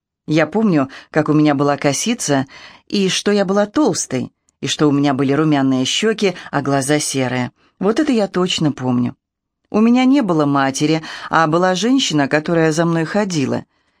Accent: Moscow, Russia; Я по национальности москвичка, потому что москвичи – мои бабушка и дедушка. Точнее, они жили в Москве, а уже мама и папа полностью москвичи.

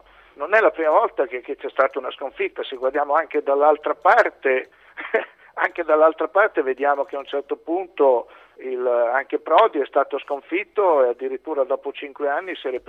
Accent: Busto Arsizio, Lombardy, Italy; D'altro canto sono di Busto Arsizio

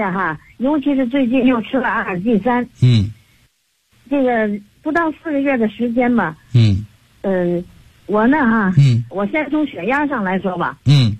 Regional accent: Tianjin, China; 这算我是天津的。

